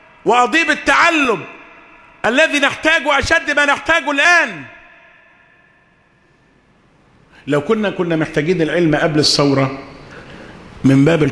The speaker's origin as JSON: {"language": "Arabic", "country": "Egypt", "said": "قلت له احنا عندنا في مصر"}